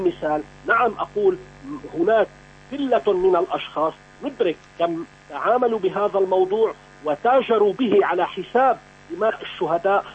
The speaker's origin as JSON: {"language": "Arabic", "country": "Syria", "said": "أنا كمواطن سوري مباشرة أقول"}